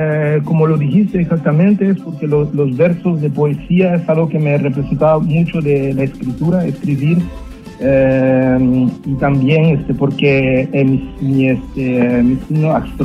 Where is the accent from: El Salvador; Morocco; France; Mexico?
El Salvador; nunca olvidé mis raíces mías, que son latinas, vengo de El Salvador.